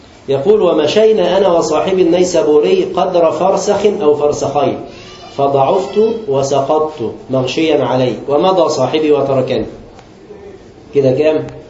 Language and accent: Arabic; Egypt; الكوسة دي عندنا في مصر